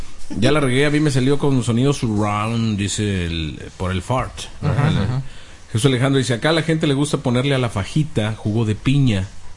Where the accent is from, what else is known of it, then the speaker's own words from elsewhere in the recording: Guanajuato, Mexico; yo soy de Guanajuato y la carne del norte no se marina y sabe súper chingón